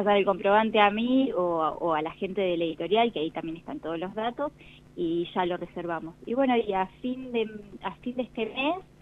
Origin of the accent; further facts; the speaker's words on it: Buenos Aires, Argentina; born there; Nací en Capital Federal